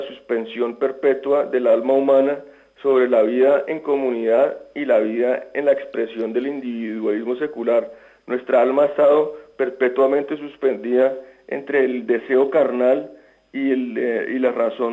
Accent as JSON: {"language": "Spanish", "country": "Greece", "tie": "born or raised there", "second_language": "Spanish", "said": "son parte de mis recuerdos más indelebles de mi infancia en Grecia"}